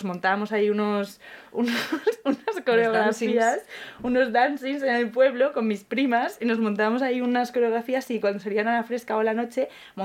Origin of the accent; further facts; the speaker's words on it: Ávila, Castile and León, Spain; en mi pueblo, Ávila, en Castilla la Buena, también se hace y no pasamos el calor que pasa en Andalucía o en el Mediterráneo